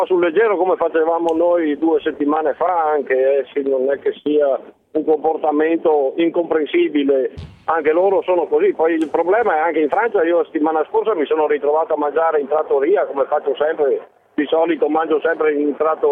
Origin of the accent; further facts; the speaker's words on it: Belluno, Veneto, Italy; io sono un camionista, sono di Belluno, però comunque sto percorrendo la 4, ormai sono a Verona